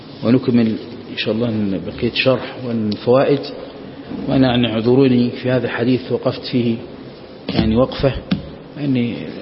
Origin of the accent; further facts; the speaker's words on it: Egypt; هو أعلم واحد عندنا في مصر